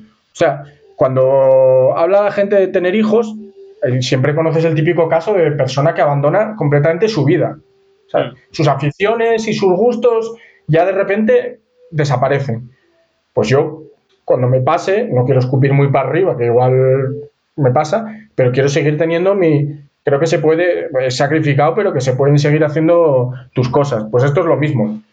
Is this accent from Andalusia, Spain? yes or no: no; Canary Islands, Spain; Como buen canario, sí señor, manteniendo el estereotipo.